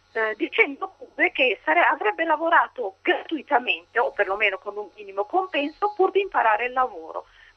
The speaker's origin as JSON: {"language": "Italian", "town": "Sesto San Giovanni", "region": "Lombardy", "country": "Italy", "said": "Io vengo da Sesto San Giovanni, abbiamo i mezzi comodi"}